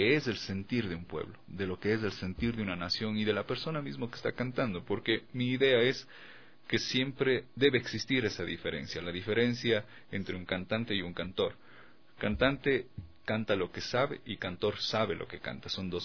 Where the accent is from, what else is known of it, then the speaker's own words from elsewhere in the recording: Cuenca, Azuay, Ecuador; soy el primer cuencano campeón nacional de voleibol de playa, es decir, el primer morlaco campeón de voleibol de playa